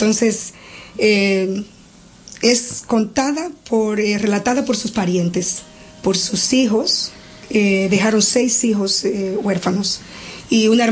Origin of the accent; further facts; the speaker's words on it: Dominican Republic; Son de mi país, yo soy dominicana